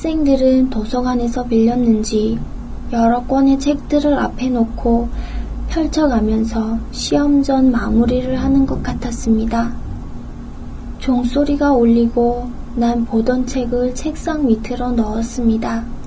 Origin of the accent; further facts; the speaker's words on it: North Korea; now in South Korea; 이북에서 왔으므로 외래어가 섞인 질문을 알아듣지 못하겠다고 말을 하면